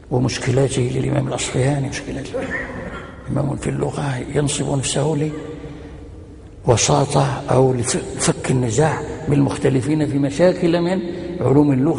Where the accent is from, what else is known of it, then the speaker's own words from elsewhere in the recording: Morocco; فنزل ونزل في مدينة سلا عندنا في المغرب الأقصى